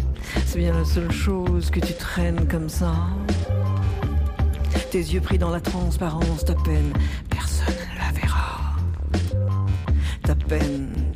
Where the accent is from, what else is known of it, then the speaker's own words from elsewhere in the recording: Quebec, Canada; accent: Québécois; J'ai dit à Mireille, je pourrais pas arrêter d'être québécoise, j'aurais perdu mon accent.